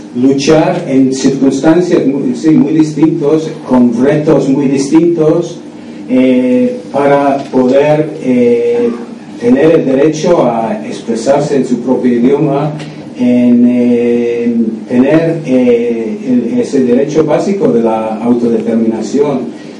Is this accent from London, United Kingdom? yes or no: no; Scotland, United Kingdom; Spanish is a second language; moved away; aunque llevo muchos años viviendo fuera de Escocia, tengo el sentimiento de mi pueblo y de mi ciudad